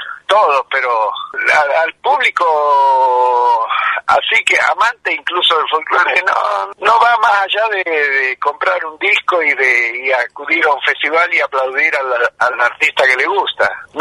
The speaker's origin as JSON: {"language": "Spanish", "country": "Argentina", "said": "Todavía falta que nosotros como argentinos incorporemos a la Patagonia en nuestra mentalidad."}